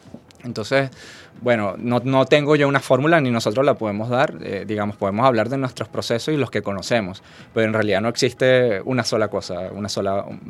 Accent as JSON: {"language": "Spanish", "country": "Venezuela", "said": "mostrar lo variopinto que somos nosotros como venezolanos."}